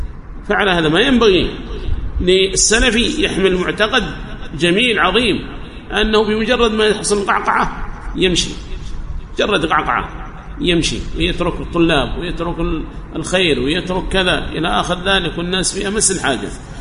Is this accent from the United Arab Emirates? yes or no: no; Yemen; سواء كان عندنا في اليمن أو في جهات أخرى من بلاد الله الواسعة